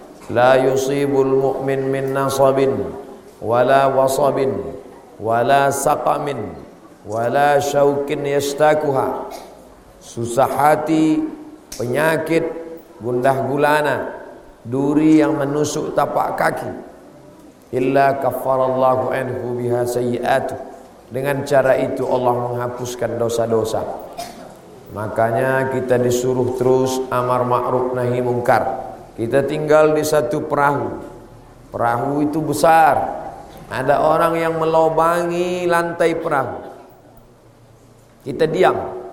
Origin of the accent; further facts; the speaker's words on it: Riau, Indonesia; saya sendiri dari Pulau Sumatera, Provinsi Riau